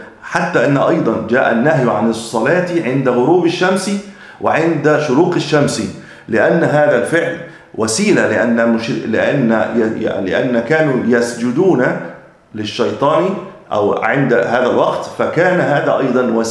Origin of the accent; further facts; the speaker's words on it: Egypt; وأجل ما يكون عندنا في مصر شم النسيم